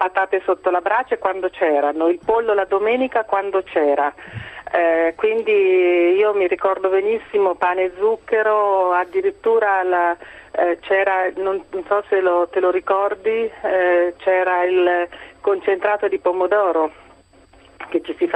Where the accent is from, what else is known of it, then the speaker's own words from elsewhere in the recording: Umbria, Italy; Sono anch'io umbra come te.